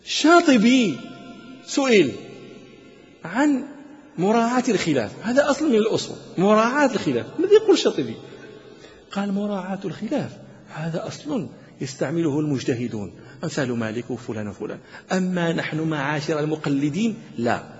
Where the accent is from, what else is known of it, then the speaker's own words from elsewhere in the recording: Morocco; والآن يدرس في عندنا في المغرب